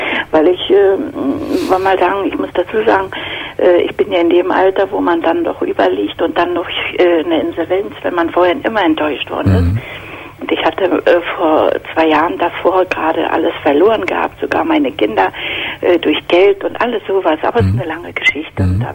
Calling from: Berlin, Germany; Ja, ich komme aus Berlin und da sind doch immer in der Tageszeitung solche Anzeigen.

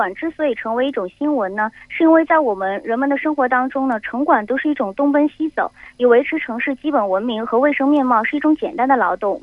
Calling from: Hong Kong; 我是在香港。

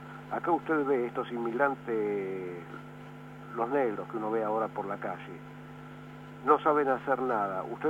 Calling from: Barracas, Buenos Aires Province, Argentina; de Barracas.

